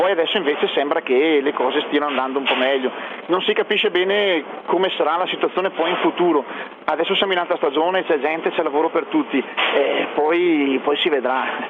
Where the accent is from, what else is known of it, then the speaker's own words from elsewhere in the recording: Coccari, Greece; Italian is a second language; nel mio paesino che è Coccari, dove ci sono dei distributori automatici